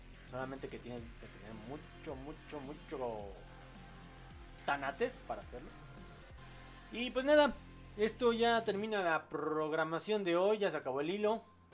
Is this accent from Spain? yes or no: no; Chile; por lo que ocurrirá en mi país, Chile